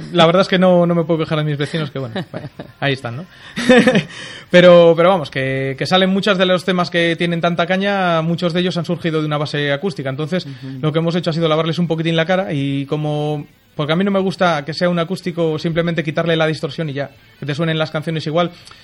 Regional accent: Santander, Cantabria, Spain; soy de Santander, ¿eh?

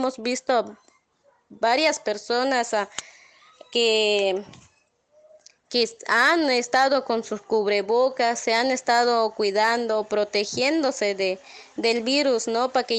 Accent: Palenque, Chiapas, Mexico; soy de aquí de Palenque, Chiapas

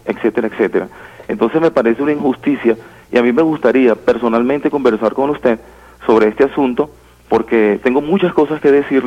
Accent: Caucagua, Miranda, Venezuela; No, yo soy de Caucagua, Estado Miranda.

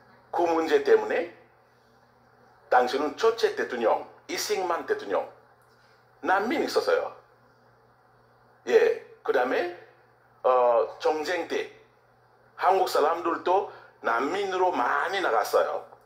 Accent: DR Congo; Korean is a second language; now in South Korea; 우리는 소개하면, 아, 제가 콩고에서 왔어요. 뭐? 홍콩? 아니요, 콩고. 몽고? 아니, 콩고. 아메리카? 아니, 아프리카.

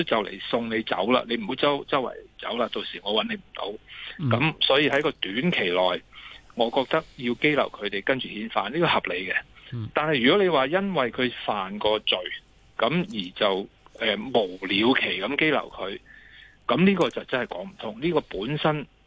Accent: Hong Kong; 你谂下，我哋香港人咧，如果系被拘留咧

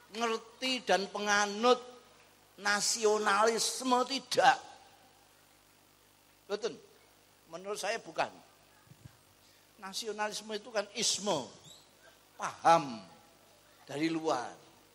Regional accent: Indonesia; born there; Saya dilahirkan di tanah Indonesia.

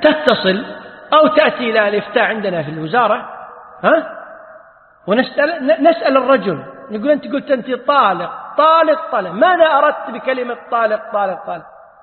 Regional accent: Kuwait; يسأل العلماء، عندنا في الكويت الحمد لله هي الفتوى موجودة

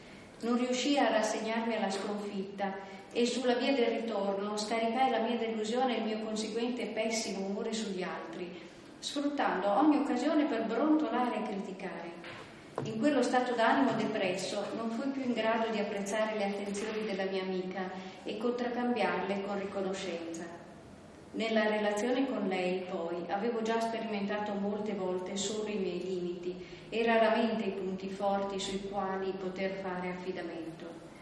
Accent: Lüsen, Trentino-Alto Adige, Italy; non lontano da Luzon, il mio paese natale nei dintorni di Bressanone.

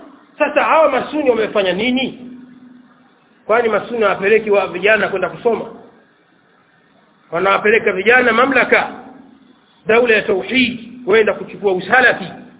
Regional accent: Kigoma, Tanzania; nimetoka Kigoma juzi nyumbani kwetu

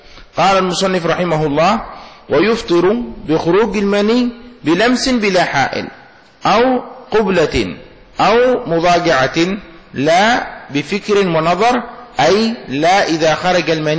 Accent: Yemen; مثل هذه ما يسمى عندنا في اليمن المداعة، الشيشة

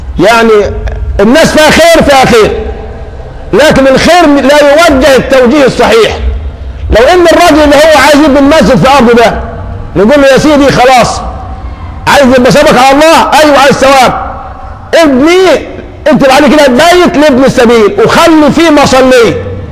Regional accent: Egypt; احنا كمصريين لنا من الان مكان في السعودية

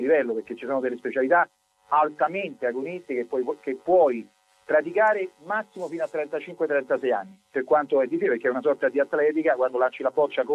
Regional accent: Rome, Lazio, Italy; io sono romano

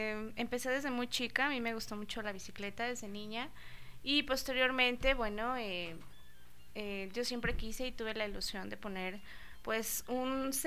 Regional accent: Guanajuato, Mexico; No, yo soy de Guanajuato.

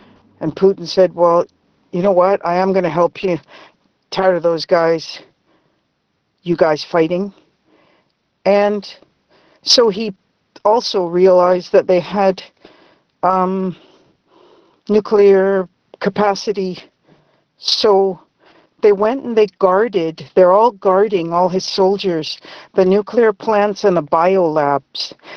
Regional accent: Vancouver, British Columbia, Canada; I'm from Vancouver, BC. We scared of snow.

